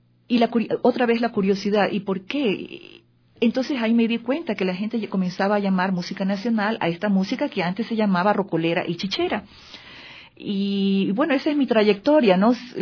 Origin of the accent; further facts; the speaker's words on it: Guayaquil, Guayas, Ecuador; born there; nací en Guayaquil de padres chinos. Mi padre emigró, vino en los años 30 a Ecuador y se quedó hasta su muerte en los años 80